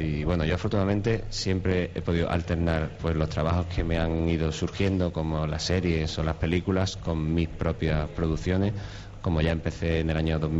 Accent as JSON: {"language": "Spanish", "town": "Cádiz", "region": "Andalusia", "country": "Spain", "said": "Yo soy de Cádiz para empezar"}